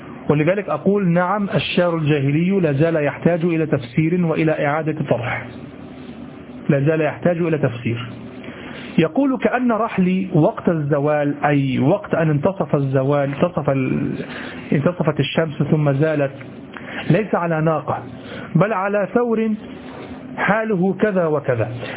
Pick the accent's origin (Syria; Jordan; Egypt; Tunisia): Egypt; نحن كمصريين إذا رأينا الثور نقول هذا ظبي